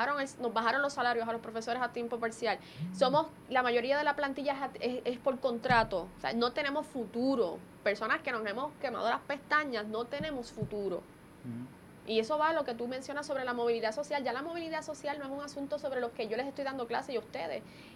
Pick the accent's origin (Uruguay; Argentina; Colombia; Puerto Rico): Puerto Rico; porque soy economista, porque soy puertorriqueña, obviamente